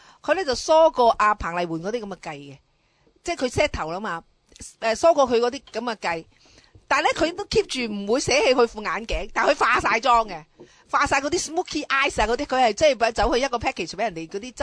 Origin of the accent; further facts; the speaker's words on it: Hong Kong; 我直头咧用我哋香港人嗰啲礼貌咧就融化咗佢